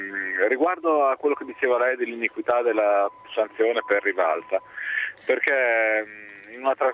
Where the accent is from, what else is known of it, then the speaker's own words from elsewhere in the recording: Bologna, Emilia-Romagna, Italy; io premetto che sono di Bologna